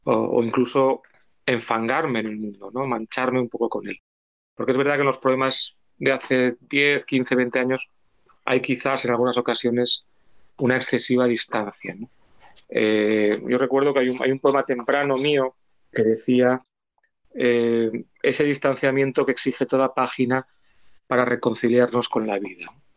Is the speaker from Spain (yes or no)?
yes; Asturias, Spain; also born or lived in France / England; yo soy una persona del norte, a pesar de que … mi padre era catalán, y yo nací y me crié en Asturias, en el norte. Y luego he vivido temporadas largas en Francia, también en el norte